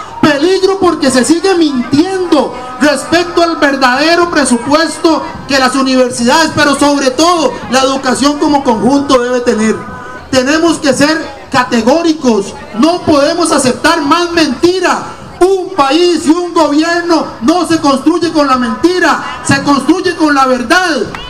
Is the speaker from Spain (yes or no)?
no; Costa Rica; Reconocemos hoy este espacio como una fiesta que nos permite como personas costarricenses estar aquí en libertad.